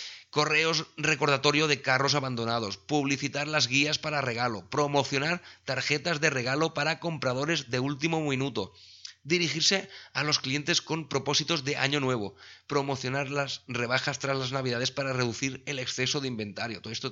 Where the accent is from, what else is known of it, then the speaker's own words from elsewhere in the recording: Sabadell, Catalonia, Spain; porque yo soy de Sabadell